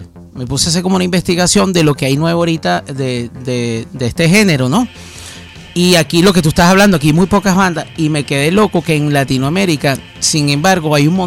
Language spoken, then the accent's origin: Spanish; Venezuela; yo soy venezolano, ¿no?